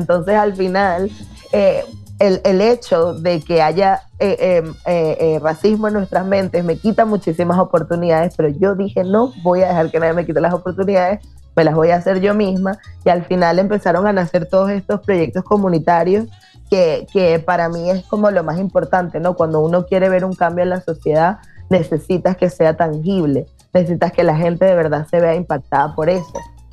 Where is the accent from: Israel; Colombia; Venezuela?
Venezuela; y las tres somos venezolanas